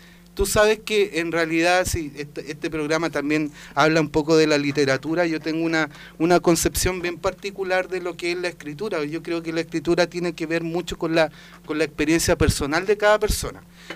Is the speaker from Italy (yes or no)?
no; Santiago, Santiago Metropolitan Region, Chile; also born or lived in Iquique; cuando yo me fui de Santiago a estudiar Derecho en Iquique, ya que fue como el año 93, tuve 3 años y medio desaparecido de la ciudad de Santiago.